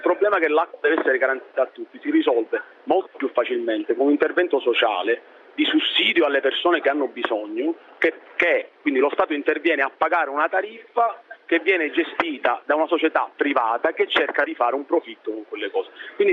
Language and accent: Italian; Sicily, Italy; da siciliano di esempi ne avrei moltissimi, purtroppo.